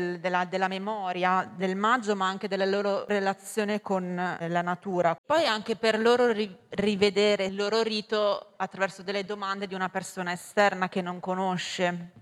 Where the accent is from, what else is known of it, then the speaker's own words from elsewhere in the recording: Bologna, Emilia-Romagna, Italy; vengo da Bologna.